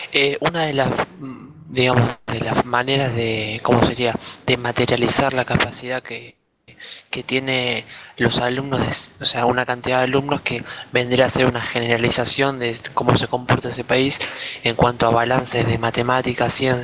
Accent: Argentina; lo que decía era que en mi país, digamos Argentina, tenemos los peores puestos de informes PISA

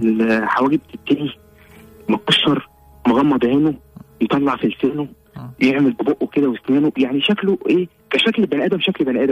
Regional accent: Cairo, Cairo Governorate, Egypt; انا من القاهره حي رود الفرج

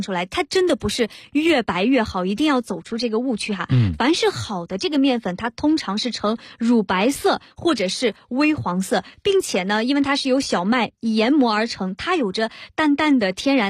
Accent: Shandong, China; 对，我是山东人

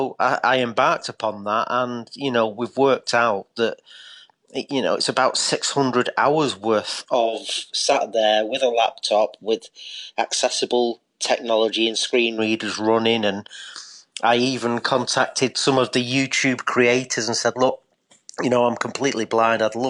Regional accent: Eccles, North West England, United Kingdom; now in Derbyshire, United Kingdom; because we've moved to the Derbyshire countryside now. I'm originally from Eccles in Salford.

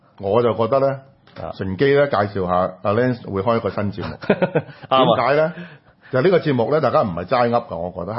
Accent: Hong Kong; 點解呢個香港人嘅公共空間唔係俾翻我哋香港人享用？

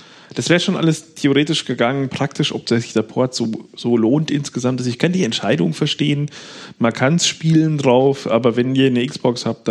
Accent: Bavaria, Germany; wie er so schön heißt bei uns in Bayern

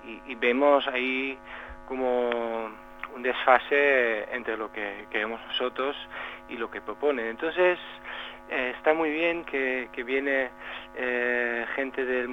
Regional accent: Netherlands; Spanish is a second language; soy holandés y en los últimos años hemos estado viviendo en Ámsterdam

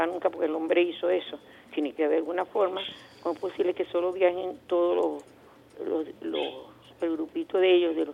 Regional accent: Venezuela; como venezolanos tenemos que hacer que esto funcione

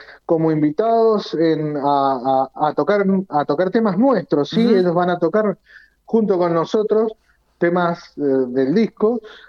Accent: Guaymallén, Mendoza, Argentina; Somos casi todos de Guaymallén, pero nuestro vocalista es de Maipú

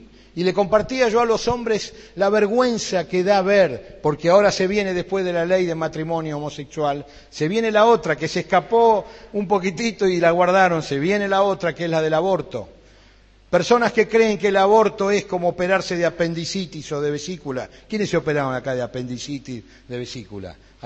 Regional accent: Buenos Aires, Argentina; Allá yo cuando éramos pibes en Buenos Aires, tomamos el colectivo

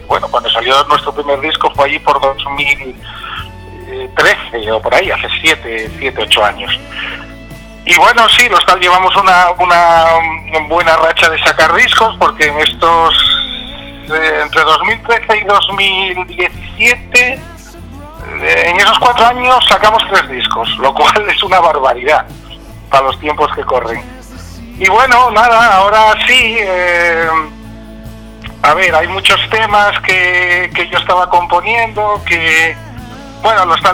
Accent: Sotrondio, Asturias, Spain; yo soy de Sotroncio, Langreo y demás

